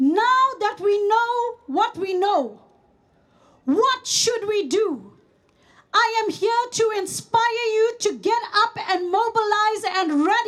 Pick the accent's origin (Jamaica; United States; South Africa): South Africa; now in Netherlands; As a South African, I can tell you